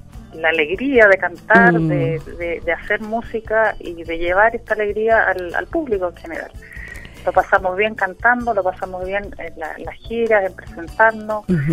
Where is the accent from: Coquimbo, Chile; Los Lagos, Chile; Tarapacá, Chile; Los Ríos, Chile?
Los Lagos, Chile; Puerto Montt; Yo soy de Puerto Montt, así que...